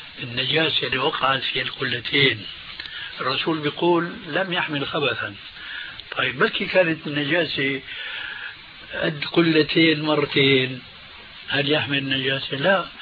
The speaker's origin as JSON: {"language": "Arabic", "country": "Syria", "said": "والله يمكن فقيه مثل كان عندنا في الشام"}